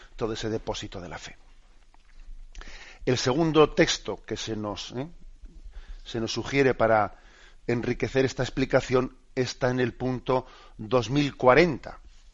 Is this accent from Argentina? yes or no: no; Basque Country, Spain; que sabéis que un servidor, que yo soy vasco, ¿no? Pues en el idioma vasco no se suele decir mi padre o mi madre